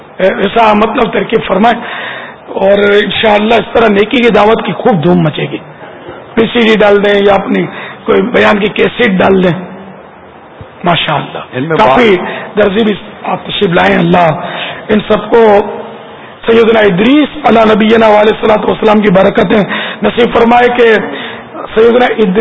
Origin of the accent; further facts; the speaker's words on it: Karachi, Sindh, Pakistan; میں ملیر کھوکھرا پار سے آیا ہوا ہوں.